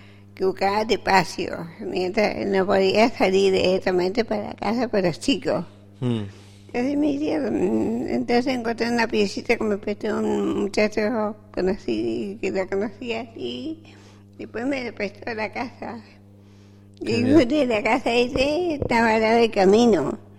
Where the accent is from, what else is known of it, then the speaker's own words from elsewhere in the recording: Villa Llanquín, Río Negro, Argentina; born there; De Costa de May, Villa Yanquín.